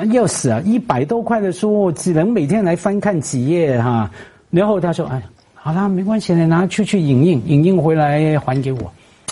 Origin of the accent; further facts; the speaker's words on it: Hong Kong; 我成长在香港也好多书店啊